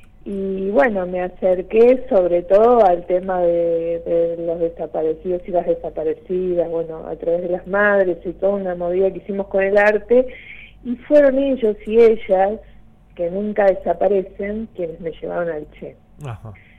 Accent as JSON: {"language": "Spanish", "town": "Don Torcuato", "region": "Buenos Aires Province", "country": "Argentina", "tie": "born or raised there", "also_born_or_lived": "El Bolsón", "said": "Yo soy de Buenos Aires, de Don Torcuato. Allí estuve hasta que entré a Bellas Artes y me fui a vivir a La Boca. Y después me fui al Bolsón en el 86."}